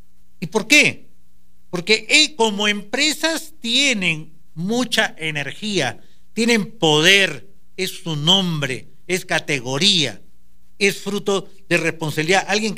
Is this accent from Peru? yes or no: yes; Peru; Porque no somos nosotros los peruanos los que tenemos la energía